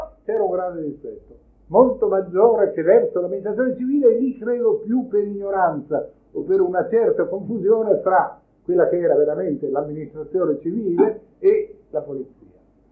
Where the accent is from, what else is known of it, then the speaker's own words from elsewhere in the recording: Veneto, Italy; Io sono veneto, quindi penso più al Veneto